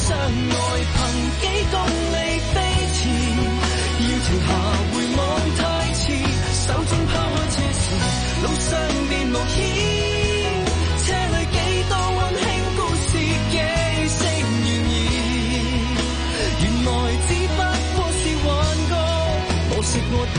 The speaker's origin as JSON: {"language": "Cantonese", "country": "Hong Kong"}